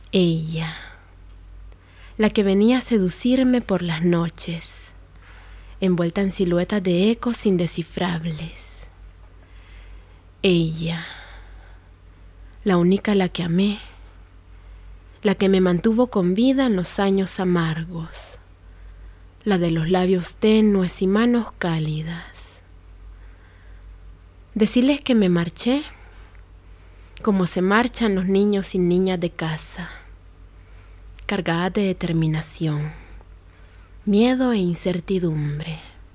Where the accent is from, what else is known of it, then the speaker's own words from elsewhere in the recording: Honduras; es un tema que en mi país se vive muy de cerca, ¿no? Por el nivel de violencia que hay.